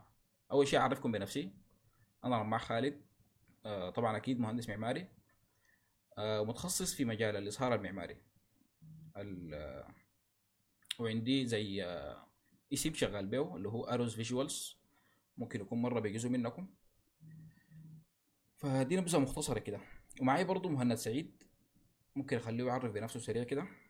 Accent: Sudan; فنحن هنا عايزين نتكلم عن مشاكلنا نحن كسودانيين أو المشاكل اللي بتواجهنا في المجتمع السوداني

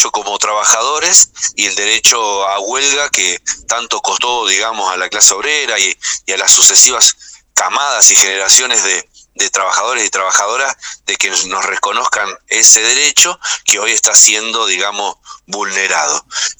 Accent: Moreno, Buenos Aires Province, Argentina; soy de Moreno, no de Más Corpache.

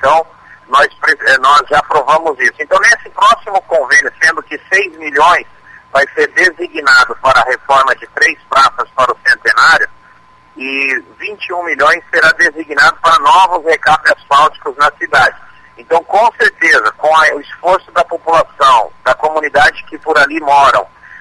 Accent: Foz do Iguaçu, Paraná, Brazil; Eu mesmo cresci nessa região leste, cresci ali na Avenida Felipe Vancher e a gente acompanhou o desenvolvimento dessa região por vários anos.

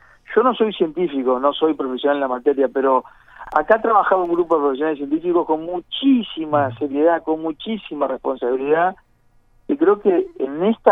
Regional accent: Maldonado, Uruguay; Nosotros que somos de Maldonado sabemos perfectamente

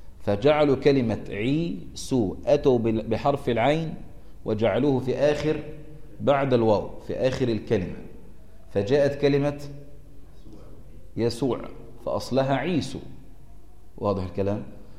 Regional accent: Egypt; الكنيسة الإنجيلية عندنا في مصر

